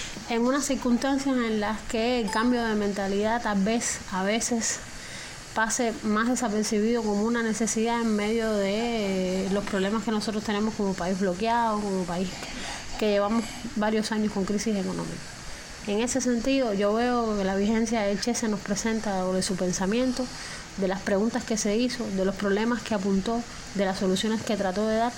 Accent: Cuba; soy cubana, soy profesora de la Facultad de Comunicación de la Universidad de La Habana

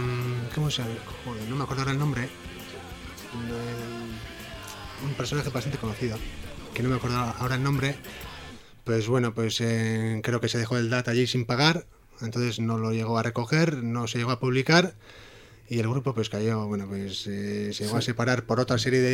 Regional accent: Zarautz, Basque Country, Spain; No, yo soy de Zarauz.

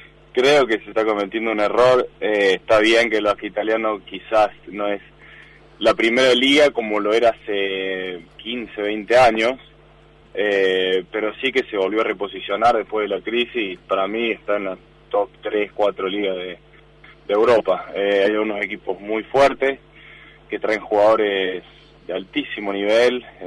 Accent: Argentina; born there; Yo nací en Argentina

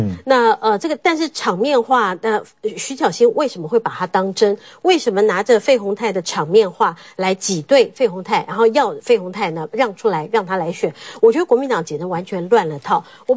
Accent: Da'an District, Taipei, Taiwan; 大安区我是大安区，我从小就在大安区长大

